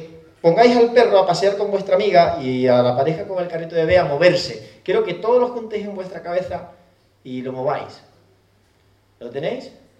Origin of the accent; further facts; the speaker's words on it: Cádiz, Andalusia, Spain; Yo soy de Cádiz y pongo la playa, porque me he criado en la playa.